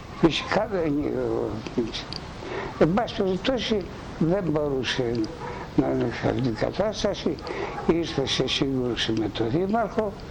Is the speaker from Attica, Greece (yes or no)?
no; Koronos, South Aegean, Greece; born there; ο πατέρας μου γεννημένος στα Βουρλά της Μικράς Ασίας. Η μητέρα μου από το χωριό μου, από την Κόρον της Νάξου.